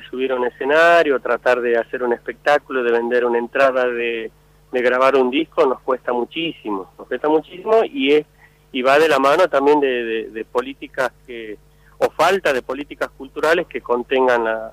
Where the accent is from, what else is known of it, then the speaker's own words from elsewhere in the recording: Montero, Santa Cruz, Bolivia; como soy de Montero, nacido en Montero